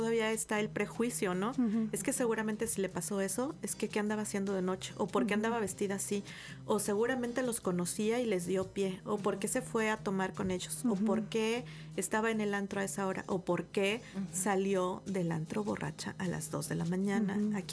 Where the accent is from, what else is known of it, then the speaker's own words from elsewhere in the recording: Mexico; como buenas mexicanas, inscribiéndonos al último.